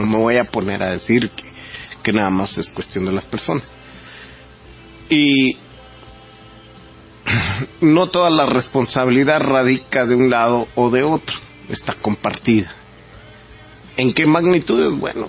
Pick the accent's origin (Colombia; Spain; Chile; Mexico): Mexico; Creando enemigos para combatirlos y unirnos como mexicanos.